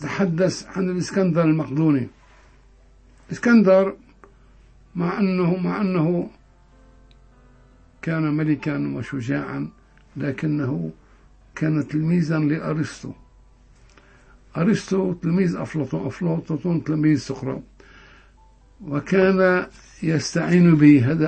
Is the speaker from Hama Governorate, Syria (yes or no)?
yes; Hama, Hama Governorate, Syria; accent: Hama; والدلعونة الحموية هي لهجتنا كما لهجة الساحل